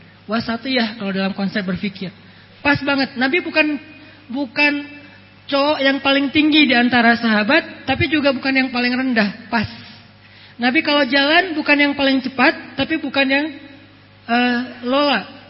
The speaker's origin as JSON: {"language": "Indonesian", "region": "Sumatra", "country": "Indonesia", "said": "saya orang Sumatera, mau nikahin cewek Jawa"}